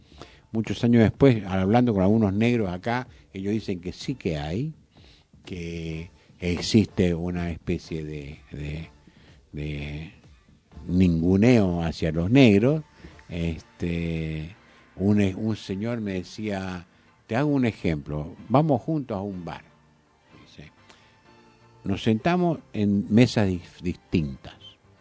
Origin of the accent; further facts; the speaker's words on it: Formosa, Argentina; also born or lived in La Plata; Yo me crié en Formosa, en el secundario, y después estuve en La Plata.